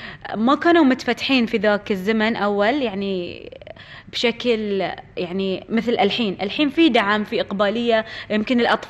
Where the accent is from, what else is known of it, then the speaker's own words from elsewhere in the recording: Bahrain; من جهة وزارة التربية والتعليم عندنا في البحرين